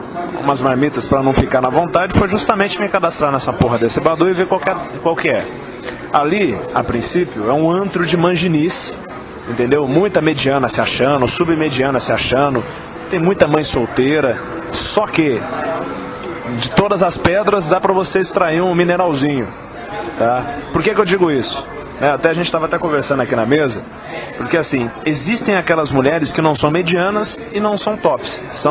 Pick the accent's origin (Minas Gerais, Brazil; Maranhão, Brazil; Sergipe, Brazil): Minas Gerais, Brazil; now in São Paulo, Brazil; eu moro em São Paulo desde fevereiro de 2012, eu sou de Minas, vim pra cá e tal.